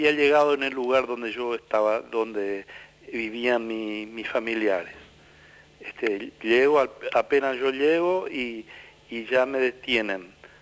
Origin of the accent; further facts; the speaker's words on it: Piribebuy, Cordillera, Paraguay; Nosotros somos oriundos de Piribebuy, de la compañía 4 de julio.